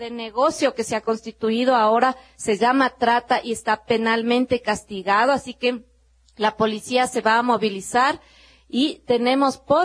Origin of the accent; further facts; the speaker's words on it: Ecuador; como sociedad ecuatoriana tenemos que avanzar más.